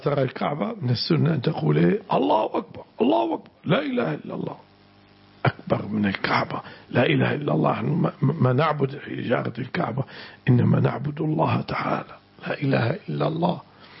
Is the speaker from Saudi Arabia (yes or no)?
no; Syria; البعصة اسم مكان هنا عندنا في الشام.